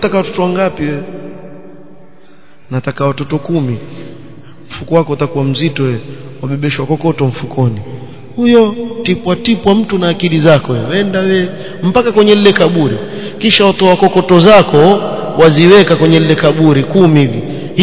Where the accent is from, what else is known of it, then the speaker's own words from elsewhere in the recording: Seiyun, Hadhramaut, Yemen; Mimi natoa mfano wa kule kwetu kwa sababu haya mambo shayao na kule. Na najua yafanyika. Sayun.